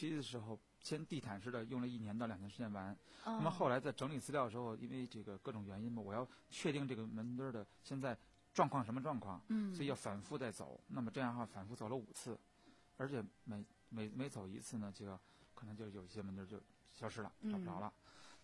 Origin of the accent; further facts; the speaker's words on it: Beijing, China; 两个人我们两个都是在这个北京胡同里长大的